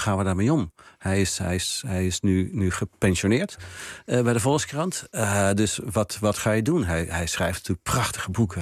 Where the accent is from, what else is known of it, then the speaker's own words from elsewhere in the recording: Oosterwijk, Netherlands; Een huis-aan-huisblad in Oosterwijk, waar ik ben opgegroeid.